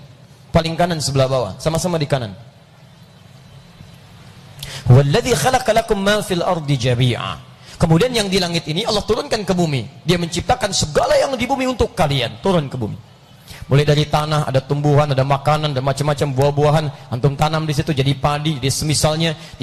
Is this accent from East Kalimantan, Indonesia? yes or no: no; Bekasi, West Java, Indonesia; Ayo, saya orang Bekasi.